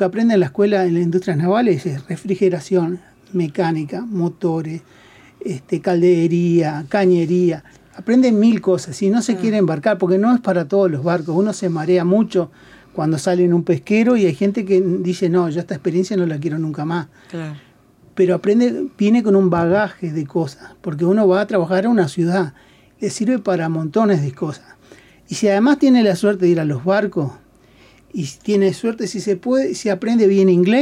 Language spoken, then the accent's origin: Spanish; Montevideo, Uruguay; Yo soy de La Teja, y mi barrio particularmente, porque la escuela está en La Teja